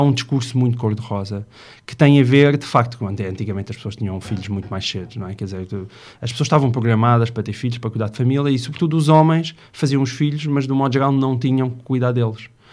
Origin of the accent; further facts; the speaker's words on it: Porto Alegre, Rio Grande do Sul, Brazil; now in Lisbon, Portugal; eu sou de Porto Alegre, a minha mulher é de Castelo Branco e os nossos pais estão lá. Portanto, eu estou em Lisboa com 4 filhos e sem qualquer estrutura familiar à volta.